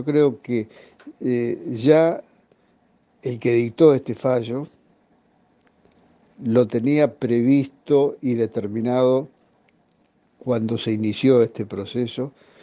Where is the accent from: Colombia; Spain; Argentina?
Argentina; como hombre de la política, como ciudadano, como argentino